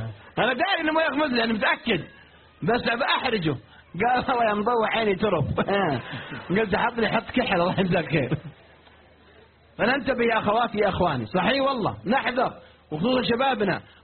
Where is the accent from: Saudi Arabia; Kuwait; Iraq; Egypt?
Saudi Arabia; Riyadh, Riyadh Province; واحد عندنا في الرياض يستحي